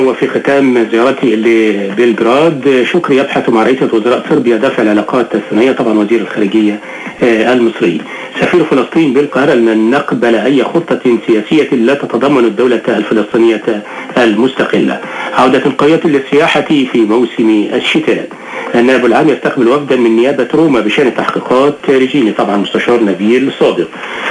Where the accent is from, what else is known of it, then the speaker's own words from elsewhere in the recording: Egypt; ده طبعا بالنسبه لنا كمصريين